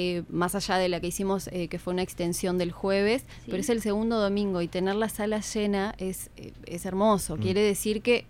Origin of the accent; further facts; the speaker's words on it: Paysandú, Uruguay; Yo soy de Paysandú, en realidad este teatro que nombro fue allá en Paysandú.